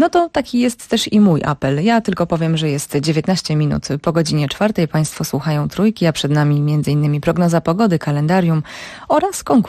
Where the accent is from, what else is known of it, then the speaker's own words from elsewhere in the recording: Lublin, Lublin Voivodeship, Poland; O proszę, to pozdrawiam tym bardziej, bo ja też jestem z Lublina.